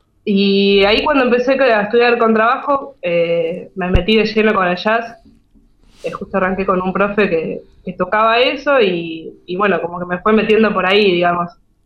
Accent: Buenos Aires, Argentina; also born or lived in Slovenia; Yo soy de Buenos Aires, sí, siempre viví en Boedo, ahora estoy en San Cristóbal, pero bueno, ahí, en el barrio.

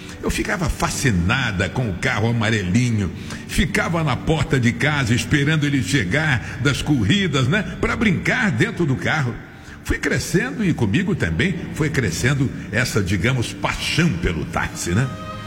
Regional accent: Rio de Janeiro, Brazil; born there; moradora do Rio Comprido, bairro onde eu nasci.

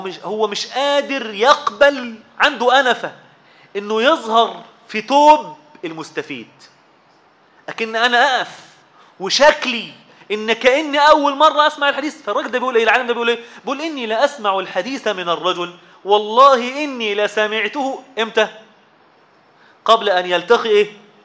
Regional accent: Zagazig, Sharqia Governorate, Egypt; عندنا في الزقازيق أكل حلوة جدا الناس بتحبها

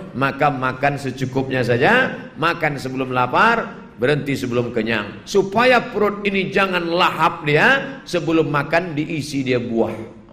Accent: Java, Indonesia; Saya bukan orang Minangkabau, saya orang Jawa Pak Ustaz. Pakai bahasa Jawa.

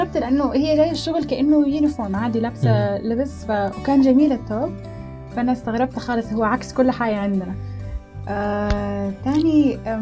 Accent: Sudan; also born or lived in Jordan / United Arab Emirates / Qatar; من السودان، بس أنا عشت في أكثر من حتة، عشت في الأردن، عشت في السودان، عشت في الإمارات، عشت في قطر،

